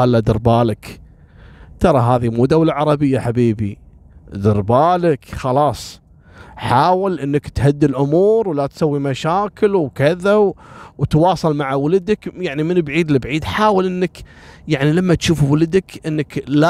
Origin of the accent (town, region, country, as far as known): Kuwait